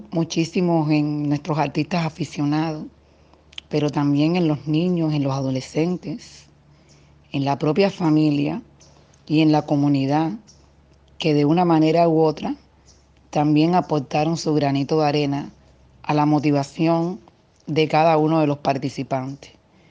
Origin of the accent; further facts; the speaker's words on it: Cuba; Costa Rica, Chile, Ecuador, Salvador, Guatemala, México, Puerto Rico, Uruguay, Venezuela y por supuesto nuestra isla caribeña Cuba.